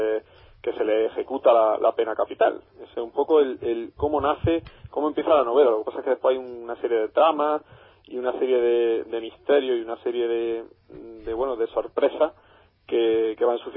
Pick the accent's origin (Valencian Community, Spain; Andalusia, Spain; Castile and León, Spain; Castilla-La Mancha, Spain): Andalusia, Spain; Granada; Yo desde aquí, desde Granada, desde mi tierra natal, os mando un pequeño desafío